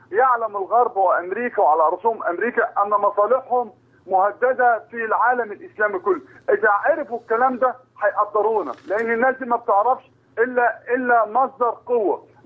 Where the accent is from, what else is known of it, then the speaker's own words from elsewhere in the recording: Baranbal al-Jadida, Dakahlia, Egypt; أنا من برنبال الجديدة، مركز ميت النصر، محافظة الدقهلية.